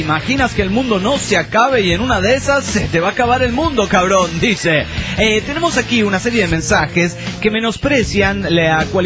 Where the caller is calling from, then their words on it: Venado Tuerto, Santa Fe, Argentina; de Venado Tuerto, provincia de Santa Fe, República Argentina.